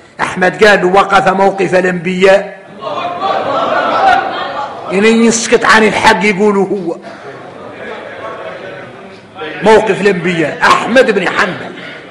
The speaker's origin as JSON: {"language": "Arabic", "country": "Mauritania", "said": "قال لهم اذكر فإن ذكرى احنا موريتاني معدرينها تنفع المؤمنين في الدنيا"}